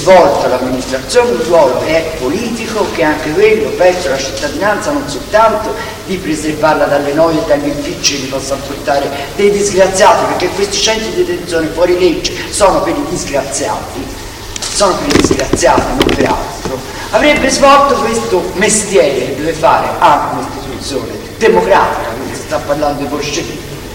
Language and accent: Italian; Florence, Tuscany, Italy; tutti noi che siamo di Firenze, io ci ho lavorato a Sesto